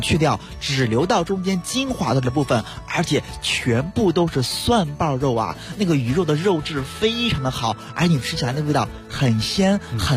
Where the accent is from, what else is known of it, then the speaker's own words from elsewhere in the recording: Beijing, China; 而且咱们北京人都特别特别喜欢吃黄花鱼